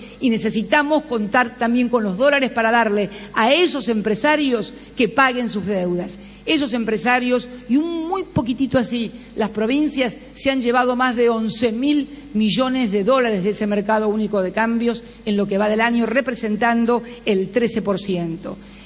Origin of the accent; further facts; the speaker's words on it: Argentina; lo digo también con mucho dolor como argentina